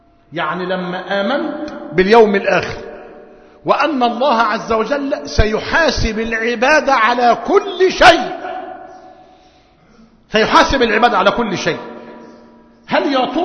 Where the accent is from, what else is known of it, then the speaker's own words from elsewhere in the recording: Egypt; ونحن في موسم في قريتنا وفي قرى مصر موسم حصاد القمح